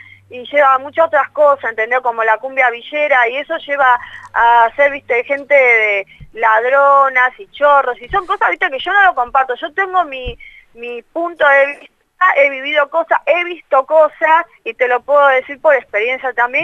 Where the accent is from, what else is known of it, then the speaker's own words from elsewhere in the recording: Argentina; O sea, si yo soy argentina, soy nacionalista aparte, entonces necesito hacer temas en castellano